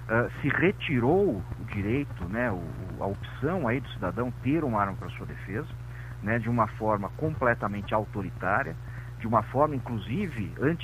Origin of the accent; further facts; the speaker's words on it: São Paulo, Brazil; Sou de São Paulo.